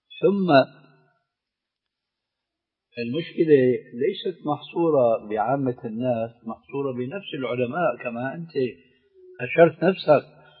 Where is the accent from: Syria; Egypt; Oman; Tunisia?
Syria; لكن كما يقولون عندنا في الشام بدها زكتاء